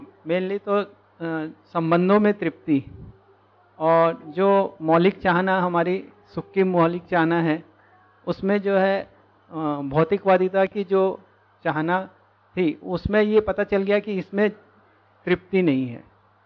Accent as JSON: {"language": "Hindi", "region": "Chhattisgarh", "country": "India", "moved": "as an adult", "said": "यहाँ हम जो है छत्तीसगढ़ से आए, विद्या से साथ साथ ही जुड़े थे श्रीमती जी और मैं, और यहाँ पर जून 2017 में आए हैं।"}